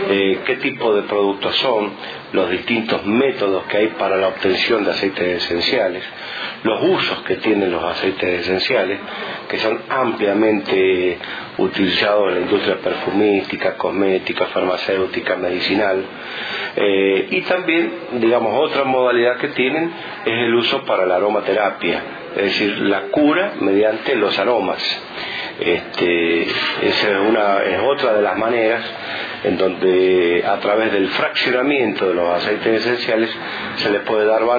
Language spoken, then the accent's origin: Spanish; Mendoza, Argentina; now in Merlo, Argentina; Mire, yo estoy hace 27 años en la localidad de Merlo, en la provincia de San Luis. En realidad soy originario de Mendoza, de la provincia de Mendoza, pero hace 27 años que estamos en Merlo.